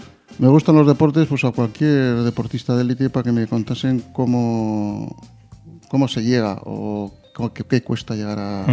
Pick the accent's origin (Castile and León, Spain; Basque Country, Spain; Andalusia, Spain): Basque Country, Spain; Luchana; yo soy de Luchana, República Independiente, entonces Baracaldo es un pueblo al lado de Luchana.